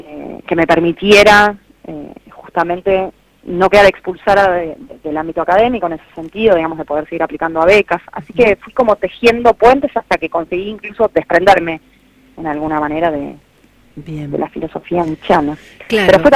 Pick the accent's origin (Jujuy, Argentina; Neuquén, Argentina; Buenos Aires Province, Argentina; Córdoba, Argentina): Buenos Aires Province, Argentina; Quilmes; moved away as an adult; now in Buenos Aires, Argentina; Yo estuve en Quilmes, soy de Quilmes Oeste, fui al colegio allá, mis viejos son de Quilmes, mi familia es de Quilmes, y me vine a la capital federal bastante joven, a los 20, 21, cuando me vine a estudiar